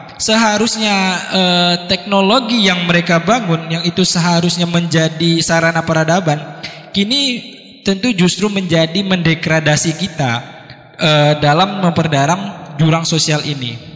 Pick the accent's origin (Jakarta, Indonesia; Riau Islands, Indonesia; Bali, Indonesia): Riau Islands, Indonesia; now in Yogyakarta, Indonesia; Saya berasal dari Kepulauan Riau, ujung utara Indonesia. Saat ini saya sedang berdomisili di Yogyakarta, sedang melanjutkan pendidikan di UIN Sunan Kalijaga.